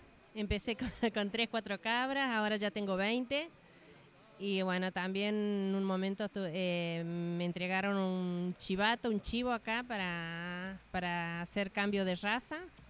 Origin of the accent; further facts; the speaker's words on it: Las Aguadas, San Luis, Argentina; de la zona en el departamento San Martín, soy de Casa de los Tigres, de Las Aguadas, la localidad de Las Aguadas. Sí, ahí es una zona bastante fea para llegar, no es muy fácil para llegar.